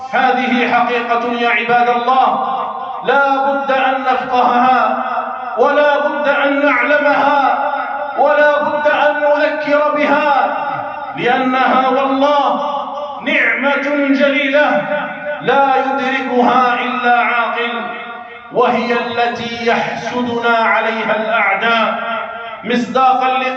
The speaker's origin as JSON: {"language": "Arabic", "country": "Algeria", "said": "ها هي بلادنا الجزائر، بلادنا الجزائر ولله الحمد والمنة تعيش في أمن واستقرار"}